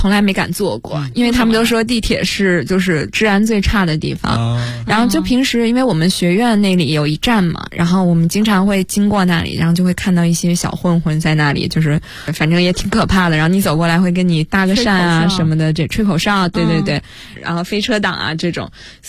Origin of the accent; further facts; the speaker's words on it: China; 他就会每次他都会说你是哪里来的，我说来自中国